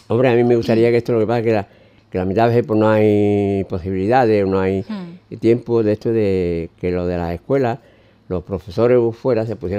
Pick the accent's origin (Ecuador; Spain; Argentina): Spain; Grazalema, Andalusia; yo soy de Grazalema, padre, llevo aquí muchos años afincado y es mi segundo pueblo.